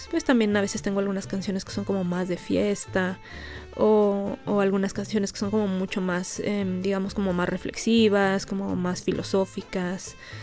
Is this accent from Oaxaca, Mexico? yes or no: no; Ecatepec, State of Mexico, Mexico; yo vivo en la periferia, yo soy de Catepec